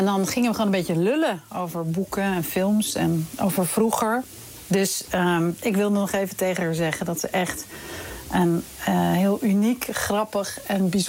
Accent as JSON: {"language": "Dutch", "town": "Amsterdam", "region": "North Holland", "country": "Netherlands", "tie": "born or raised there", "said": "Via opgroeiend in Amsterdam allebei."}